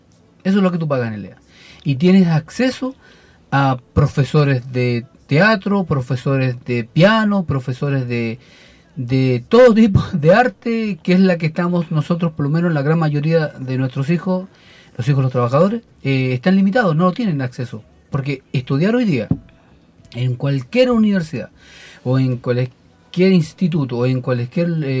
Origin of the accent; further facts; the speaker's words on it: Chile; como ciudadanos, como chilenos, ¿cachai?